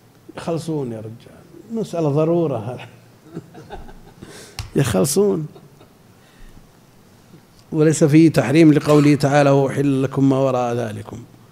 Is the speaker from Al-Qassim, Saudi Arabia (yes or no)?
yes; Al-Qassim, Saudi Arabia; لا، عندنا في القصيم كثير